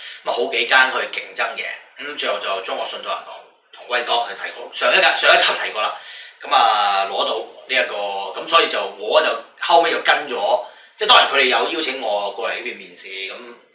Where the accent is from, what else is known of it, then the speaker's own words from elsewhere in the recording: Hong Kong; 國語都算 OK 啦，咁所以我如果唔係話講好多嘢咧，其實一般人未必知道我係香港人嘅，就可能聽國語啱啱講幾句咧，唔發覺嘅，都係講多咗自然會露線啊，或者漏講廣東話點講